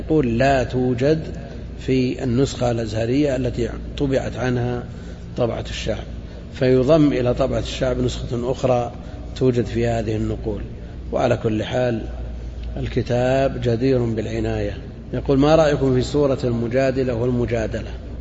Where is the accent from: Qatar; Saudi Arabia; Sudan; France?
Saudi Arabia; Najd; هي ما هي معروفة عندنا في نجد لكن هي معروفة في الحجاز